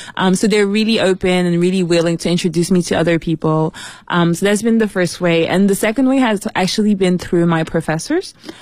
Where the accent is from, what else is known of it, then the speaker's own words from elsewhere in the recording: Paris, Île-de-France, France; also born or lived in New York, United States; but I was born in Paris. And when I was maybe 6 months, I moved to New York. And so from then onwards, I was kind of doing back and forth between Paris and New York.